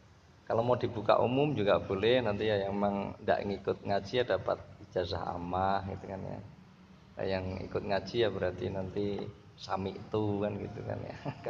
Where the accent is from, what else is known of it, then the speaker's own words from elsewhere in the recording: Kudus, Central Java, Indonesia; now in Pekalongan, Indonesia; Saya orang Kudus tinggal di Pekalongan